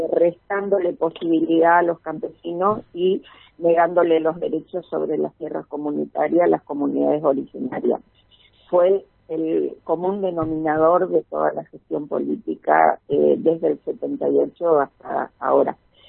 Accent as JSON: {"language": "Spanish", "region": "Chaco", "country": "Argentina", "tie": "born or raised there", "said": "yo soy chaqueña nacida en el Chaco y mis padres son chaqueños antes de que fuera provincia, o sea, tengo una identidad bien concreta con respecto a lo que representa el Chaco."}